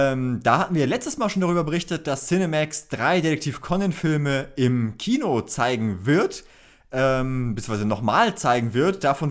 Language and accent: German; Northern Germany, Germany; weil das für mich tatsächlich sehr weit weg ist als Norddeutscher